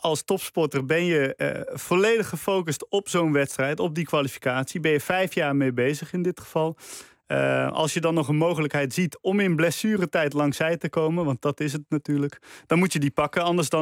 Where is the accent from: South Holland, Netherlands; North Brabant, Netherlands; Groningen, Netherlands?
North Brabant, Netherlands; Breda; Je weet, ik ben opgegroeid in Breda.